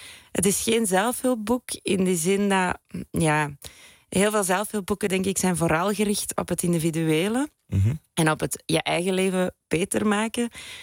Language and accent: Dutch; Belgium; Ik ben Belg.